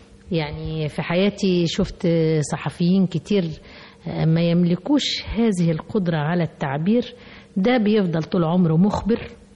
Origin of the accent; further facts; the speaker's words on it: Mansoura, Dakahlia, Egypt; ده ابن عمتي لان احنا من المنصورة